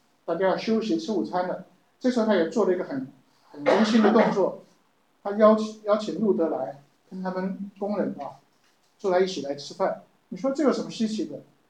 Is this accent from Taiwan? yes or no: yes; Taipei, Taiwan; 我记得我们小时候也住在这个附近啊，南机场这边，我们在眷村里头。